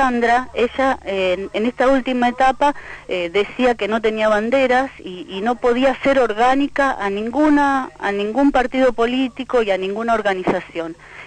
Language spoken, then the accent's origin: Spanish; Villa Eloísa, Santa Fe, Argentina; born there; Desde el pueblo, yo nací en Villa Eloísa, vine a vivir con ella